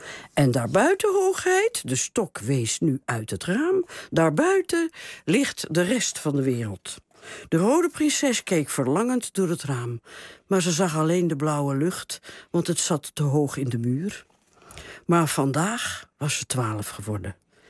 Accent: France; Ik moest meteen denken, ik kom uit Frankrijk

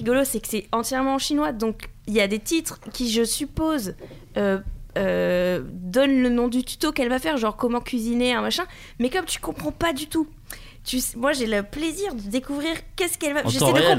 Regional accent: Toulouse, Occitanie, France; Je viens de Toulouse.

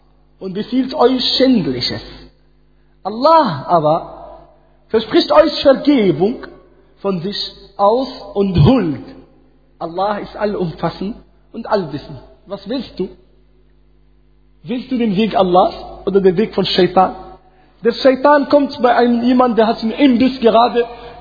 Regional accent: Morocco; German is a second language; Ich komme aus Marokko, da haben wir das.

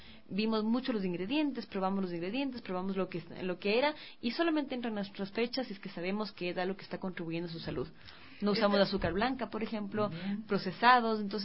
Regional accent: Ecuador; y nosotros como ecuatorianos somos una cultura que consume, ¿no es cierto?, carne de cerdo

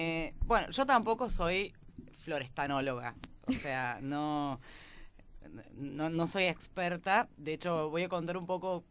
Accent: Córdoba, Argentina; Yo vengo de Córdoba, entonces a veces a ustedes no los entiendo bien.

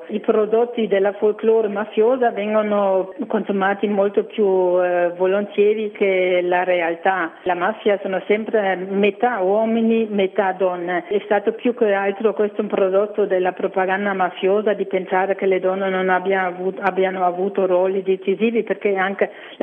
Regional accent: Germany; Italian is a second language; parlando come tedesca di questo, non sarei sicura di trovare altre tante persone coraggiose in Germania

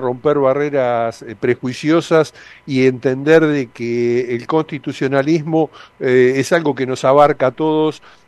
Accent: Buenos Aires, Argentina; Nosotros somos porteños centristas.

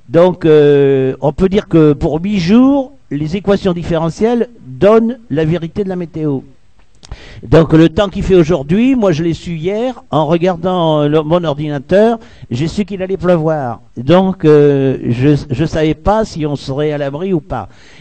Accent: Nouvelle-Aquitaine, France; J'étais en 44 dans mon bled, qui se trouve à l'intersection de la Nationale 704 et de la rivière Dordogne.

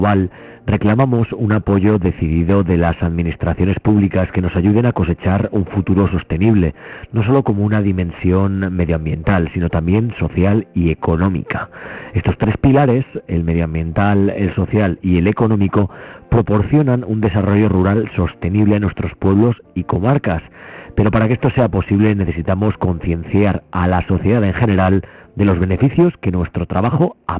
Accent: Zaragoza, Aragon, Spain; A mí, desde luego, como zaragozano, pues me da bastante penica ver que nuestra ciudad haya sido el escenario

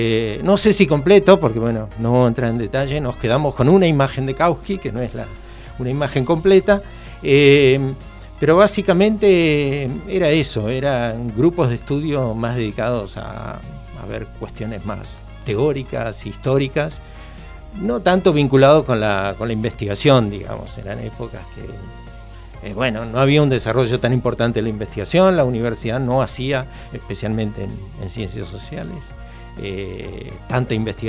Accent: Rivera, Buenos Aires Province, Argentina; Voy a pasar el aviso porque es mi pueblo, Rivera se llama, partido Adolfo Alsina.

